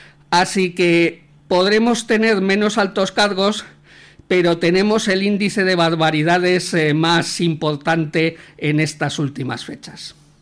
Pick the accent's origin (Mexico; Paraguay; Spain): Spain; Valladolid, Castile and León; como vallisoletano que soy